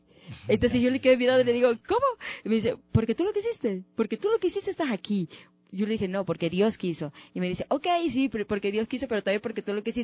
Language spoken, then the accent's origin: Spanish; Guayaquil, Guayas, Ecuador; Y pues ahora yo soy guayaquileña. Mucha gente dice, ¿de dónde es … ? ¿De dónde es? Yo soy guayaquileña.